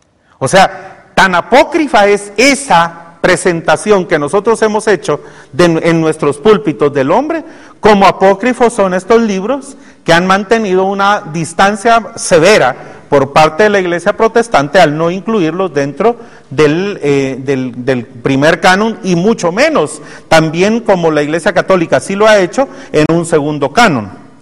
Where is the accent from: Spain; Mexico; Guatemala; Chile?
Guatemala; nosotros como guatemaltecos y una parte de mexicanos y hondureños fuimos creados del maíz